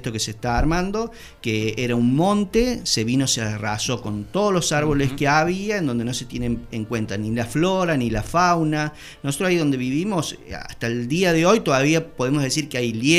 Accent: Córdoba, Argentina; now in Villa Allende, Argentina; Nosotros tampoco somos de Villa Allende, éramos de Córdoba, y siempre quisimos venir a Villa Allende por esa tranquilidad

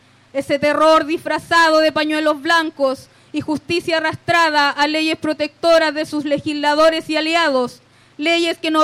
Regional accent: Boyeco, Araucanía, Chile; yo soy del territorio de Boyeco.

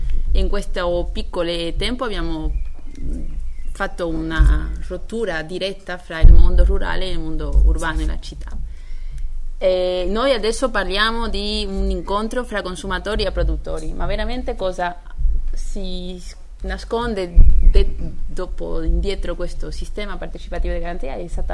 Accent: Spain; Italian is a second language; Che il mio italiano è un po' per le novi, è un po' così da una spagnola.

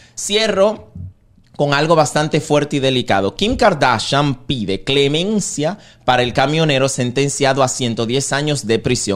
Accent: Dominican Republic; Pero a mí como dominicano me podría perjudicar decir lo que pienso porque, repito, el público dominicano es un público muy complicado.

